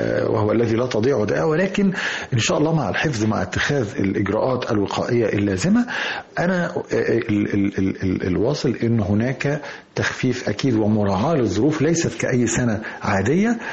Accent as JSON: {"language": "Arabic", "country": "Egypt", "said": "كلنا حافظينها كمصريين"}